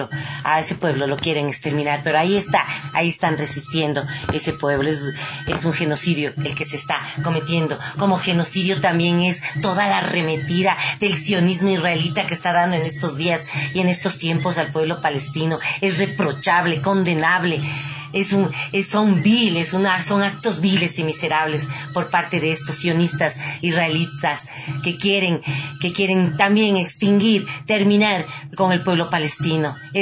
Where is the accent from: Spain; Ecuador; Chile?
Ecuador; esa dignidad que nos representa como ecuatorianos, ecuatorianas, latinoamericanas